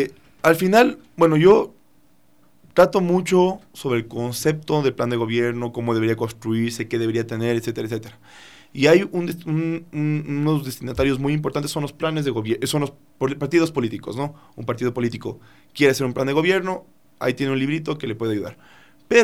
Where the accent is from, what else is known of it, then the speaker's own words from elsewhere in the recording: Ecuador; yo tomé la decisión como ecuatoriano que en el territorio que me pertenece como ciudadano se mantenga preservado el Yasuní ITT.